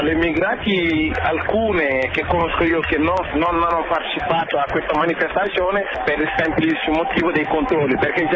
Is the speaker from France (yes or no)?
no; Senegal; now in Genoa, Italy; Io sono senegalese e … niente, abito qui a Genova da 10 anni.